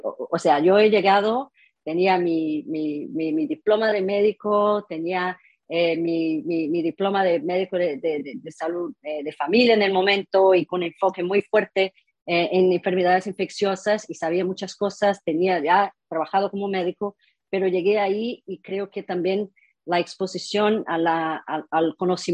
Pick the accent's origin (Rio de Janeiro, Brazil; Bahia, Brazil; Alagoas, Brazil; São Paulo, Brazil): Rio de Janeiro, Brazil; Spanish is a second language; yo soy brasileña, mi padre es de origen alemana, mi madre es mitad indígena, mitad española, nacido en la Amazonía.